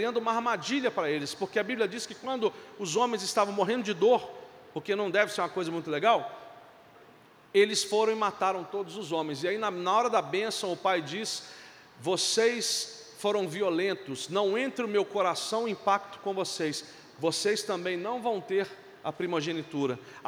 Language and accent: Portuguese; Brazil; born there; A minha família é de Dolo, perto de Veneza. Eu nasci no Brasil, falo um português muito bem